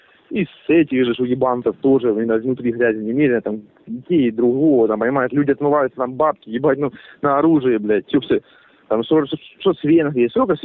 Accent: Horlivka, Donetsk Oblast, Ukraine; вот я вообще родом из Горловки, как бы, по сути-то. Я работал в милиции в Горловке, да?

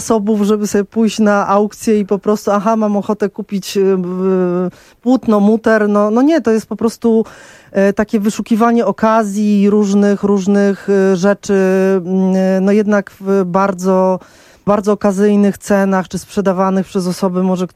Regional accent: Warsaw, Masovian Voivodeship, Poland; Ja się wychowywałam na Gocławiu, który był osiedlem w trakcie budowy, gdzie nie było naprawdę skrawka zieleni

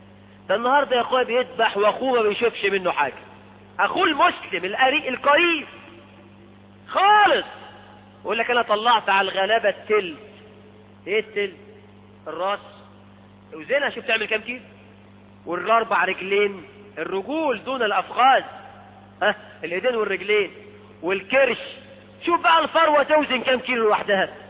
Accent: Egypt; احنا كمصريين

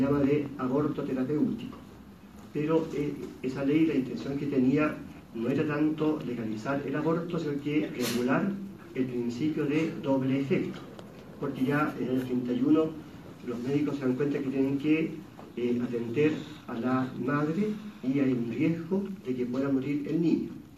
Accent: Villarrica, Araucanía, Chile; yo soy de Chile, una diócesis bastante pequeñita, que no tiene mayor así injerencia a nivel nacional, porque hay una gran ventaja en Villarrica, es que no es sede política

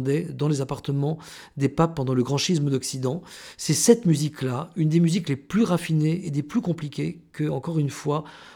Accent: New Caledonia; Moi qui ai vécu quand j'étais enfant en Nouvelle-Calédonie, je vois très bien les temples.

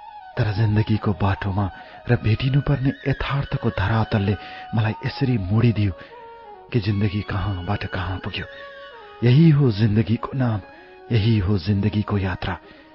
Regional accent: Lumbini Province, Nepal; born there; विक्रम सम्वत 2037 सालको कार्तिक महिनामा मेरो जन्म अर्घाखाँची जिल्लामा भएको हो।

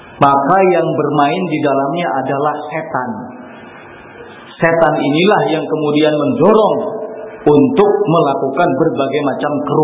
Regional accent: West Java, Indonesia; Saya orang Sunda jadi tidak begitu paham bahasa Jawa

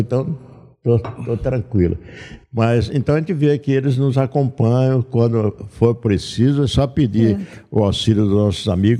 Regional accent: Leme, São Paulo, Brazil; lá na minha cidade, Leme.

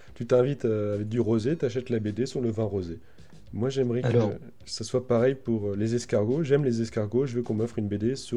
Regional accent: Nancy, Grand Est, France; born there; tout ça pour dire que vu que je suis né à Nancy, ça me fait une très bonne transition.

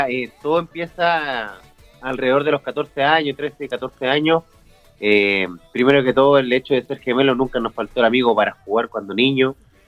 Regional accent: Chile; now in Santiago, Chile; salir del pueblo, que ya era un desafío, y me fui a la capital de Chile, a Santiago, a estudiar producción musical.

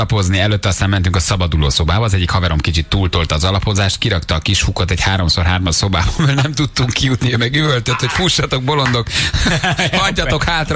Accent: Eger, Heves, Hungary; Egyébként egri vagyok.

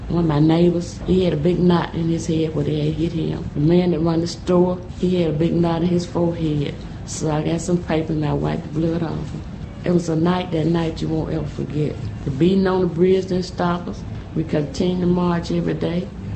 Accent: Alabama, United States; I was born in Perry County. I've been there all of my life.

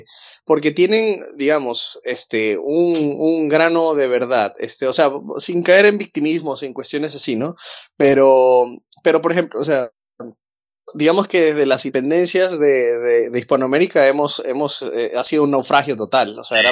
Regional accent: Venezuela; yo soy venezolano

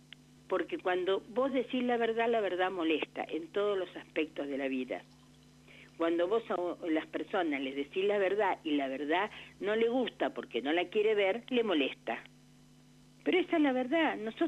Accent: General Pico, La Pampa, Argentina; que en La Pampa hasta hace unos años atrás, cuando yo soy de Pico, había terrenos

